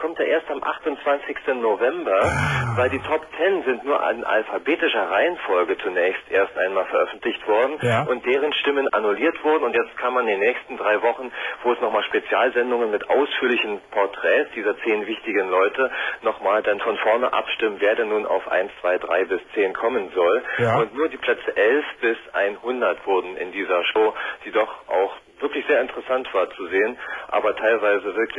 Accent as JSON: {"language": "German", "region": "Berlin", "country": "Germany", "said": "Gut, ich bin Berliner"}